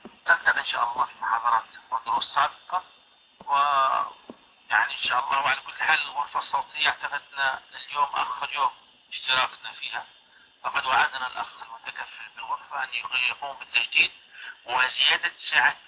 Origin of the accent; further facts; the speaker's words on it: Libya; هذه عندنا في ليبيا. لا يعقد القران إلا بهذه الشهادة